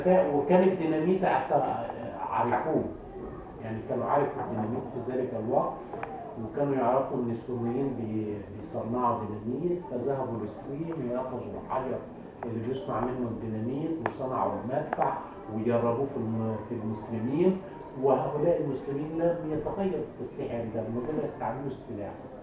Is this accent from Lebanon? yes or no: no; Egypt; أهون عليك أنا مصري الحمد لله